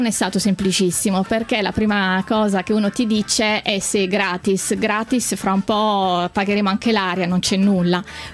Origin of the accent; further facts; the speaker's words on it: Bologna, Emilia-Romagna, Italy; tipo a Bologna, perché la mia città d'origine è Bologna